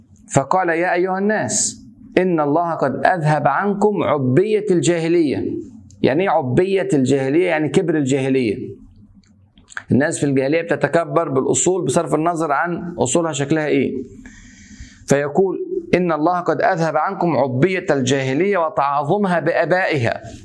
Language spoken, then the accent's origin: Arabic; Egypt; طبعا عشان أنا مصري والحمد لله أفتخر أن أنا مصري